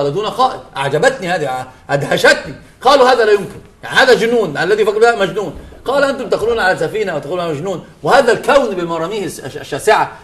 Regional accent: Egypt; الإلحاد انتشر كان في الجامعات عندنا في مصر شديد جدا

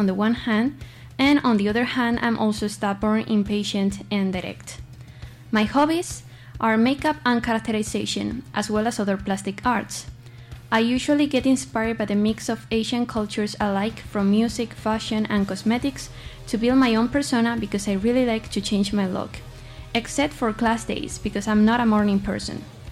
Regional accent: Madrid, Community of Madrid, Spain; now in Getafe, Spain; I'm from Madrid and I live here in Getafe, close to this campus.

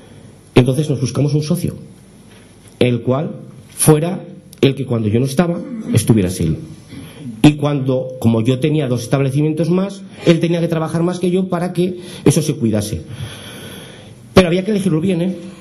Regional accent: Tudela, Navarre, Spain; Estoy muy contento de tener este premio en mi pueblo. Yo seguiré vendiendo verduras fuera para que nos conozcan más. Si nos conocen ya muchísimo, pero que nos sigan conociendo. Y esa es mi labor. Yo sí que trabajaré por Tudela

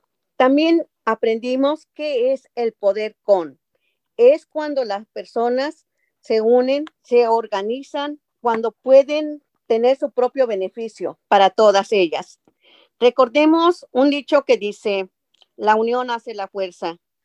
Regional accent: Mexico; now in California, United States; Soy de México. Hace 32 años que llegué a este país. Tengo trabajando 22 años como trabajadora doméstica aquí en el condado de Orange, California.

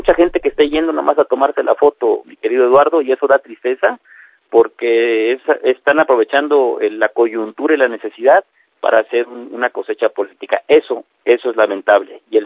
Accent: Unión Juárez, Chiapas, Mexico; es mi familia, mi pueblo, Unión Juárez.

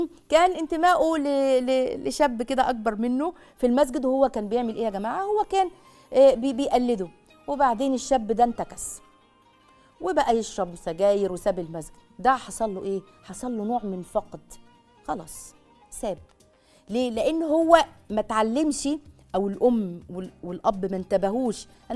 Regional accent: Egypt; مش عارفة أنا مصري عصري يعني ولا إيه

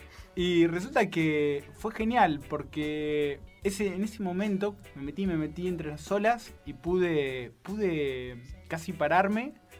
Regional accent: Corrientes, Argentina; Soy de un pueblo de la provincia de Corrientes.

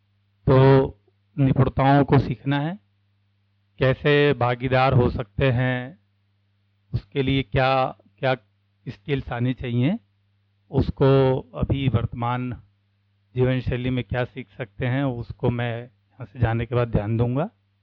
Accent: Raipur, Chhattisgarh, India; मैं रायपुर से आया हूँ।

